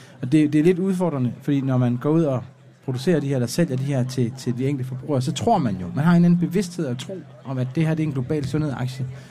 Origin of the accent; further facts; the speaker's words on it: Jutland, Denmark; du ved, jeg er jyde, ikke?